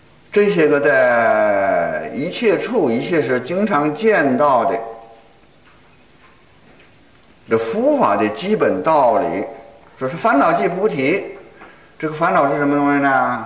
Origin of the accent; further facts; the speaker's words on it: China; 那可不是像我们中国人说的，才高八斗，学富五车